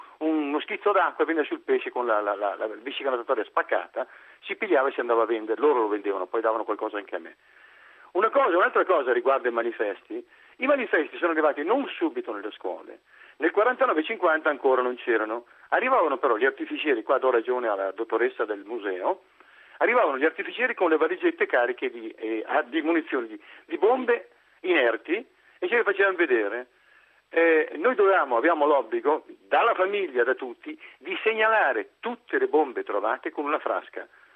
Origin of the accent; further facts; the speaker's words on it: Veneto, Italy; now in Brugherio, Italy; io arrivo dal Polesine, abito a Brugherio da anni, ma arrivo dal Polesine. Nel Polesine, nel mio paese, erano rimasti gli ultimi due ponti sul Po.